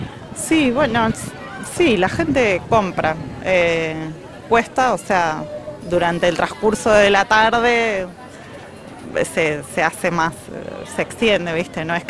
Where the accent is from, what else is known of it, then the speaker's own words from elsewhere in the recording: Cañuelas, Buenos Aires Province, Argentina; now in Vicente Casares, Argentina; Soy del partido de Cañuelas, vivo en Vicente Casares